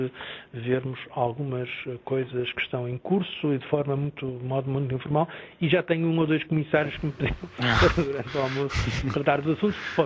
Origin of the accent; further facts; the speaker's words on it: Portugal; Dito isto, toda a gente sabe que eu sou português.